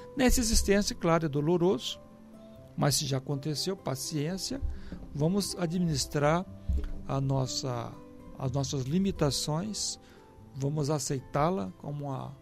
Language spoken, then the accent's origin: Portuguese; Vitória, Espírito Santo, Brazil; Ele foi inclusive lá na minha cidade natal, em Vitória